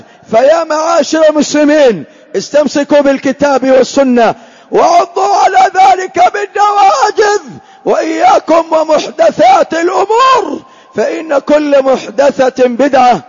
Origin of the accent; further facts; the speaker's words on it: Hadhramaut, Yemen; من المخالفات التي انتشرت في بلادنا حضرموت